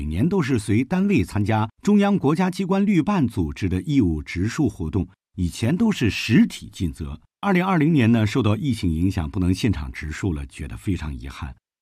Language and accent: Chinese; Beijing, China; 作为中国人，我特别自豪和骄傲，作为北京人，我特别的幸福。